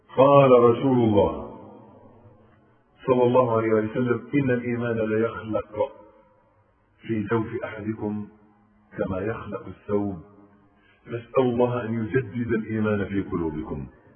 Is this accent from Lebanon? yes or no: no; Egypt; كانت في كلمة تلقائية بتاعتنا كمصريين